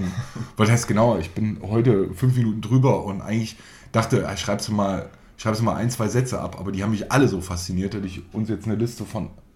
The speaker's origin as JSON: {"language": "German", "region": "Baden-Württemberg", "country": "Germany", "tie": "born or raised there", "said": "ja, ich bin ja gebürtiger Schwabe, deswegen ist das bei mir natürlich einfach drin."}